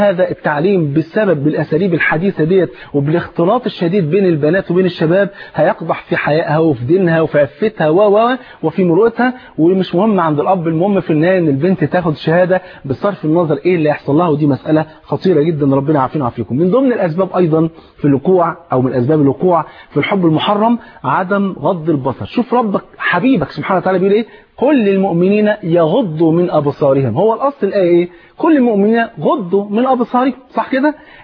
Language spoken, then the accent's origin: Arabic; Egypt; انت عارف الفول عندنا في مصر فرض عين